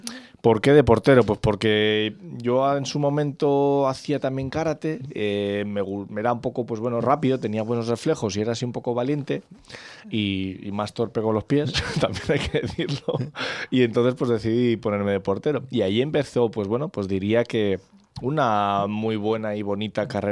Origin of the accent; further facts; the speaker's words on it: Torrejón de Ardoz, Community of Madrid, Spain; porque yo soy de Torrejón de Ardoz